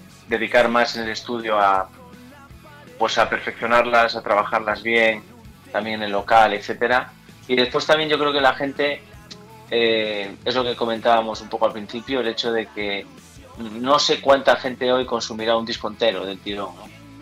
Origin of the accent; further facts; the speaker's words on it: Galicia, Spain; Joder, somos gallegos, tío.